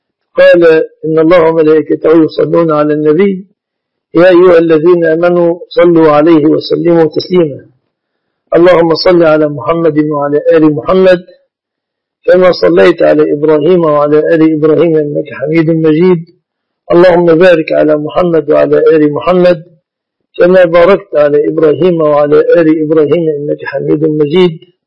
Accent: Egypt; وقد عهد من أحوال الناس في بلادنا مصر

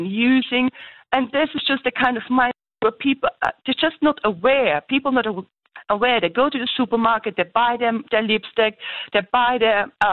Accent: Germany; Look, I'm from Germany, and in Germany we see a lot of programs online

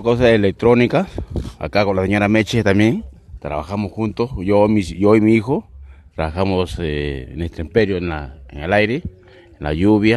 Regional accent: Peru; moved away as an adult; now in Argentina; Acá estamos vendiendo el otro, trabajando de Perú. Venimos de Perú a trabajar acá en las ferias.

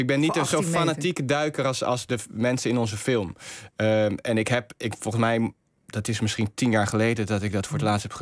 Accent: South Holland, Netherlands; also born or lived in Rotterdam; Ik ben geboren in Rotterdam, maar opgegroeid in het dorpje in Zuid-Holland. En als student heb ik in Feyenoord gewoond, ja.

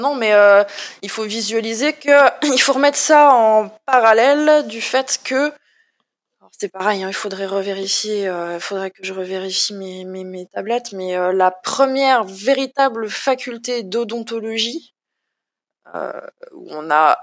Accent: Grand Est, France; C'est pas du tout parce que je suis chauvine et que je suis Lorraine

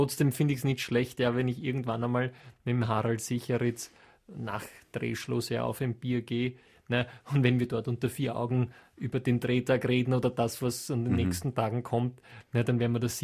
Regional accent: Austria; für mich als Österreicher

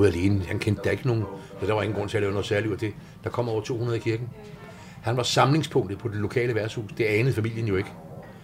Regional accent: Copenhagen, Capital Region of Denmark, Denmark; born there; Jeg er født 1948 her i København og har haft en meget blandet opvækst.

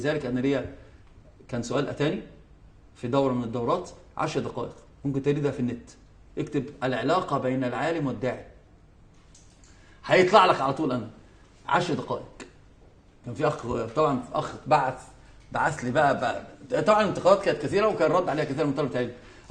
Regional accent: Egypt; إحنا عندنا في مصر في مسألة مهمة جدا عزيزة

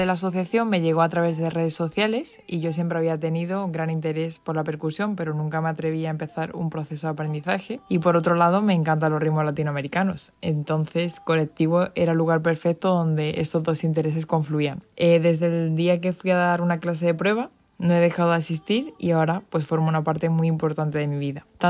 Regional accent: Madrid, Community of Madrid, Spain; soy original de Madrid

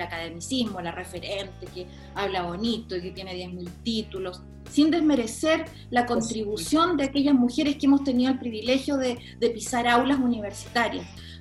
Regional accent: Chile; moved away as an adult; now in Australia; Yo vivo hace 26 años en Australia. Ahora estoy en Chile porque soy chilena, obviamente vengo regularmente.

